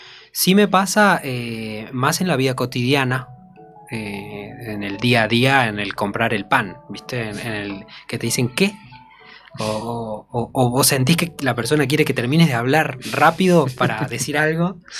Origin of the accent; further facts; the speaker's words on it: Jujuy, Argentina; cuando digo que soy jujeño